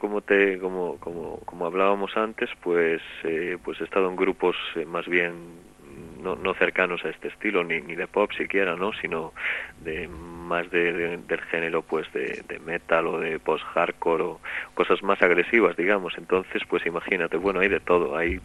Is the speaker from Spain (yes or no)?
yes; Galicia, Spain; yo soy gallego y entonces pues me es mucho más cercano